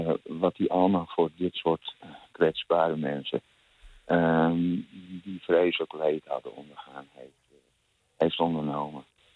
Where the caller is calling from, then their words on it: Amsterdam, North Holland, Netherlands; uit Amsterdam.